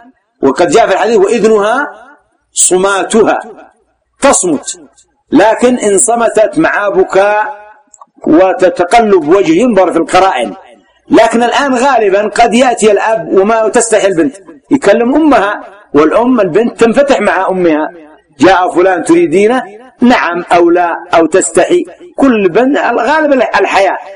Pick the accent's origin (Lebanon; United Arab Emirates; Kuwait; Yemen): Yemen; عندنا في اليمن عيب، عيب ومصيبة أن تأتي تخطب المرأة من نفسها